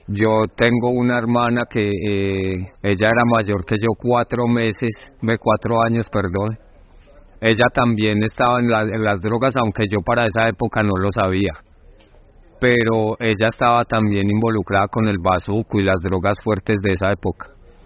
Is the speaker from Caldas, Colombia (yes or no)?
yes; Manizales, Caldas, Colombia; Yo nací en Manizales y nací en el seno de una familia católica, criado en Manizales hasta pues... Sí, hasta casi la mayoría de edad, aunque desde joven, desde los 13, 14 años, empecé a salir de mi casa y a andar por el país.